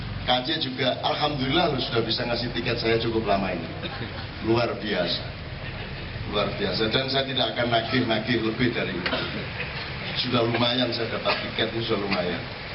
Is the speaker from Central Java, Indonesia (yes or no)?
yes; Surakarta, Central Java, Indonesia; Lho saya bukan orang Madura saya. Saya orang Solo.